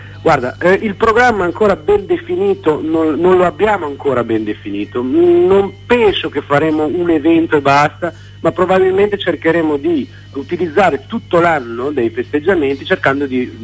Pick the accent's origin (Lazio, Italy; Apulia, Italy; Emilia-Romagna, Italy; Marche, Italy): Emilia-Romagna, Italy; Reggio Emilia; Io sono di Reggio Emilia